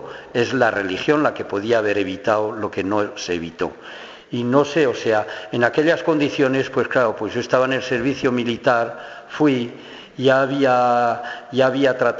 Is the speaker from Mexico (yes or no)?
no; Navarre, Spain; Y mi tierra, pues ya digo, Navarra, pues no es como en Madrid o en Cataluña, donde la mayor parte de la gente era de izquierdas.